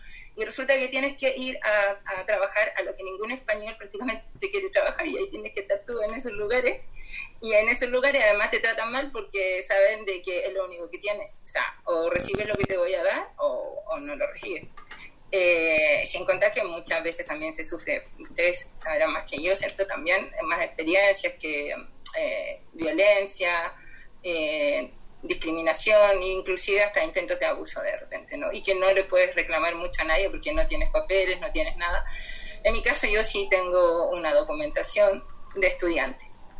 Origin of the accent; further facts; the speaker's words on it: Chile; Voy a repetir que yo soy de Chile